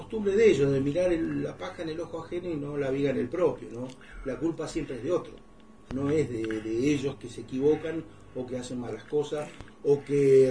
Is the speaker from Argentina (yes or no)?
yes; Río Gallegos, Santa Cruz, Argentina; soy nacido y criado en Río Gallegos.